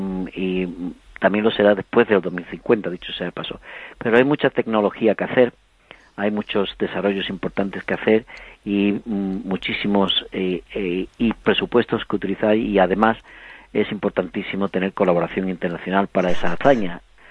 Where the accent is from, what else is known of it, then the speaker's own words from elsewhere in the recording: Huelva, Andalusia, Spain; also born or lived in Alcalá de Guadaíra; yo no nací en Huelva, yo nací en Alcalá de Guadaira. Lo que pasa es que mi familia, pues por razones de después de la guerra, lo que sea, pues los destinaron a Huelva, y crecí en Huelva, y yo me siento de Alcalá y de Huelva